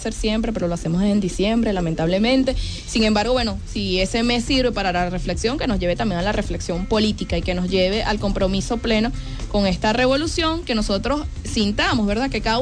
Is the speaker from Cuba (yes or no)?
no; Venezuela; como venezolanos y venezolanas por una patria soberana